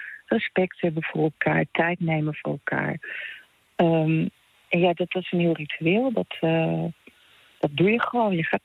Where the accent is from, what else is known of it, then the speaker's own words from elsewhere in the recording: Netherlands; now in Italy; Nou ja, ik ben en blijf de Hollandese. En dat is ook goed, want dat ben ik ook. Ik doe volop mee, maar ben en blijf wel Nederlandse.